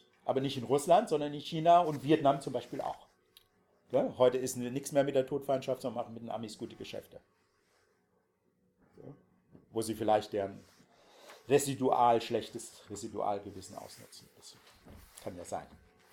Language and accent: German; Dresden, Saxony, Germany; Also ich als Dresdner